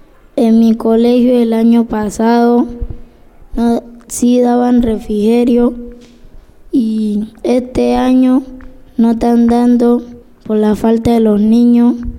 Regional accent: Buenaventura, Valle del Cauca, Colombia; de Buenaventura. Nací en Marisalde y estoy en el colegio Incedelpa.

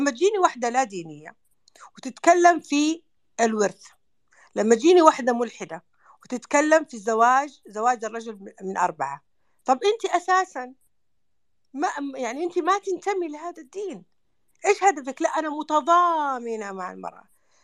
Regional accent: Saudi Arabia; وإحنا كمجتمعات خليجية وسعودية قبائل

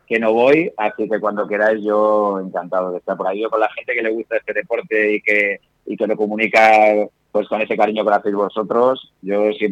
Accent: Madrid, Community of Madrid, Spain; porque yo soy de Carabanchel, de Madrid, y el vecino más talentoso que ha dado este barrio es

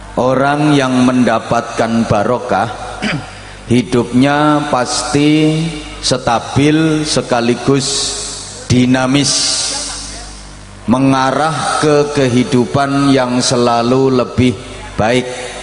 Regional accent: Bojonegoro, East Java, Indonesia; Kalau dalam bahasa daerah saya, Bojonegoro mriko dipun wastani to be excellent.

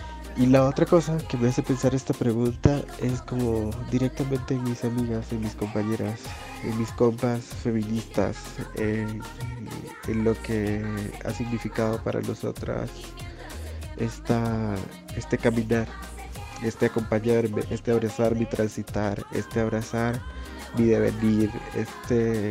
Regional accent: Nicoya, Guanacaste, Costa Rica; tengo 29 años. Soy costarricense, aunque disfruto mucho más decir que soy centroamericana, pero particularmente guanacasteca, nicoyana para ser exacta.

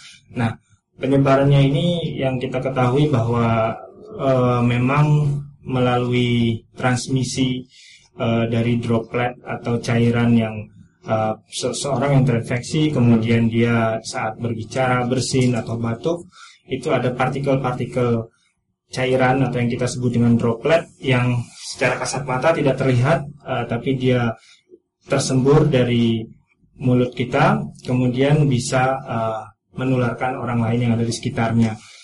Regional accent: Riau, Indonesia; born there; now in Yogyakarta, Indonesia; Kalau saya itu dari lahir di Riau. Sudah di Jogja udah lama.

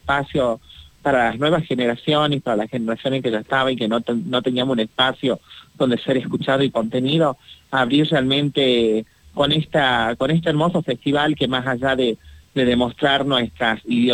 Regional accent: Tafí del Valle, Tucumán, Argentina; que yo soy acá de Tafí del Valle

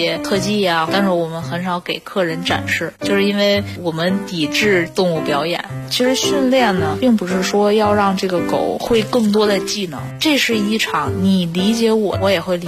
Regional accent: Beijing, China; 今年26岁，我是北京人，在调良宠物培训学校担任训练师。

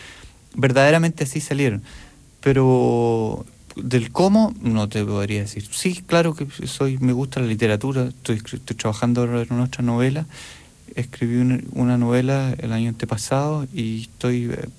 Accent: Chile; Si yo soy chileno, lo que toco suena chileno

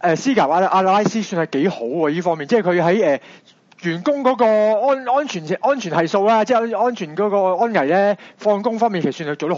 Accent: Hong Kong; 对于我哋香港人嚟讲，十岁啦，呢种台风

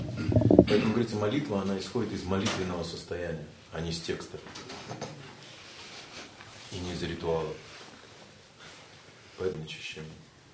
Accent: Ulan-Ude, Buryatia, Russia; по моей речи очень хорошо можно понять, что я из Улан-Удэ, из СССР, что я коренной житель Сибири.

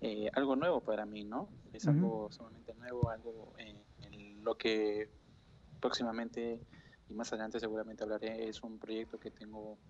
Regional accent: Chile; now in Peru; Originalmente no soy peruano, soy de Chile.

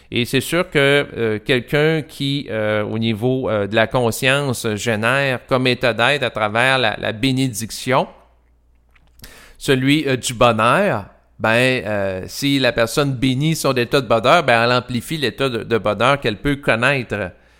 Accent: Quebec, Canada; parce que je suis un Québécois

